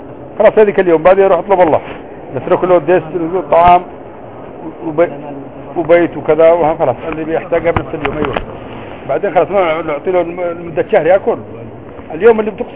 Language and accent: Arabic; France; أنا لا أنا فرنسي مش لبناني أصلي.